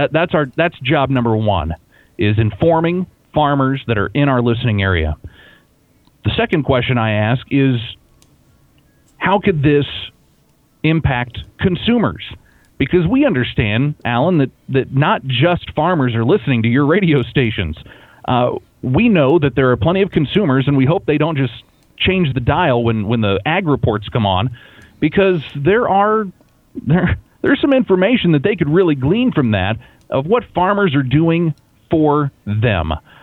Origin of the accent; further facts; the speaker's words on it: United States; growing up in Cass County, I had the opportunity to meet with a lot of farmers